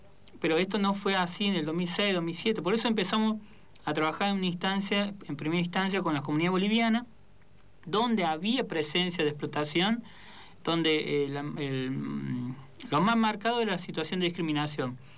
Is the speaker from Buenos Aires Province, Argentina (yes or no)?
no; Córdoba, Argentina; yo soy de Córdoba. Bueno